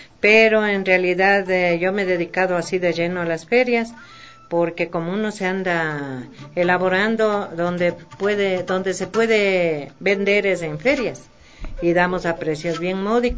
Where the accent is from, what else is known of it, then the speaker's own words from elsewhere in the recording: Quito, Pichincha, Ecuador; Pero yo me crié, soy del centro de Quito. De Quito, Rocafuerte, Imbabura.